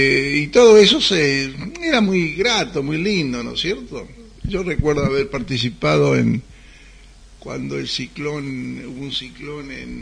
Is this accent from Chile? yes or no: no; Argentina; Pero cuando vos empezabas a hablar y ellos te identificaban como argentino, porque la licencia argentina es LU en el mundo, ¿no es cierto?